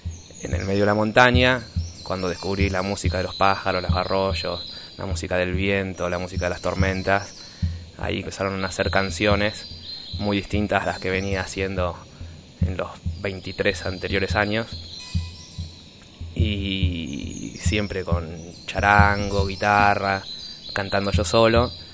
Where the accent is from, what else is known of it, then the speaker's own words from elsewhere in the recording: La Matanza, Buenos Aires Province, Argentina; born there; Yo tengo 43 años, nací en Buenos Aires, en La Matanza, y desde muy chico hago música